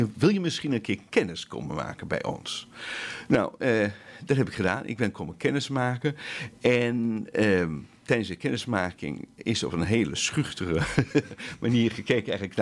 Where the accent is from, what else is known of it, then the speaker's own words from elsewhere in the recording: Veenendaal, Utrecht, Netherlands; Ik kom uit Veenendaal